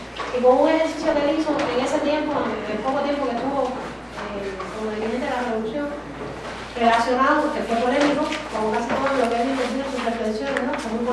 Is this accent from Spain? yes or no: no; Cuba; vengo de Cuba.